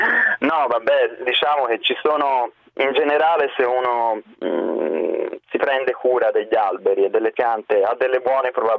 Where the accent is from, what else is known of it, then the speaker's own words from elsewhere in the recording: Florence, Tuscany, Italy; Sì, sono fiorentino.